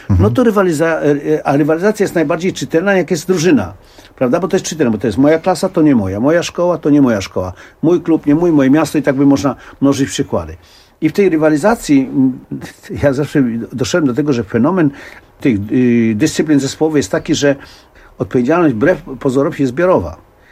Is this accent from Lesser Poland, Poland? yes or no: no; Warsaw, Masovian Voivodeship, Poland; bo ja się urodziłem na Powiślu, wychowywałem się na Powiślu, no i tam właśnie też zacząłem ćwiczyć zapasy.